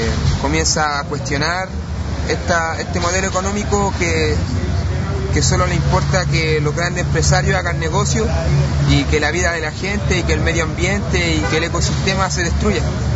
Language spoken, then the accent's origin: Spanish; Chile; También rapeo solo como solista. Vengo de Chile, del pueblo de Chile.